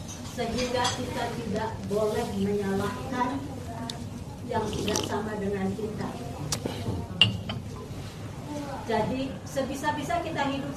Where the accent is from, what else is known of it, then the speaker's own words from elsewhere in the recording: West Java, Indonesia; Saya dari Jawa Barat.